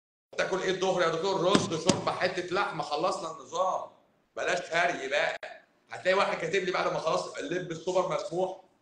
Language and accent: Arabic; Cairo Governorate, Egypt; هو انا ماليش الشرف ان انا ابقى اسكندراني الصراحه، بس انا مش اسكندراني، انا قهرواني، انا مقاهزه، انا مقاهزه يعني ما بين الجيزه والقاهره،